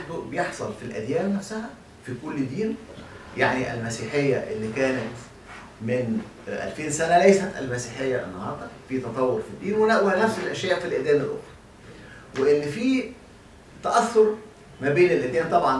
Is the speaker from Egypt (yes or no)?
yes; Egypt; واحنا عندنا في مصر لا يكاد يكون هناك من درسها